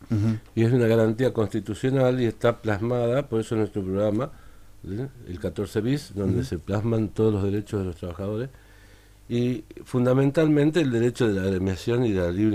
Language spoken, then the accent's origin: Spanish; Tucumán, Argentina; Yo me acuerdo que yo nací en Tucumán y pasé parte de mi infancia en Tucumán